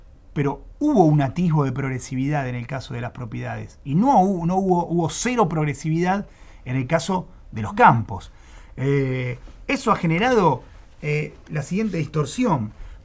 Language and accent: Spanish; Buenos Aires, Argentina; así como los porteños hemos sufrido un aumento de impuestos del ABL